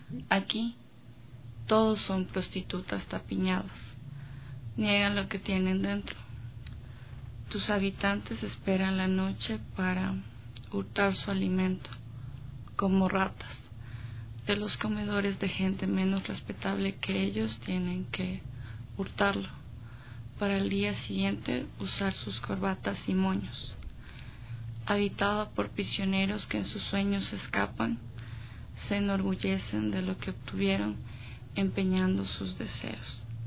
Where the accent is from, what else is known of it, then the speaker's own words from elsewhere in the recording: Quito, Pichincha, Ecuador; Sí, soy quiteña.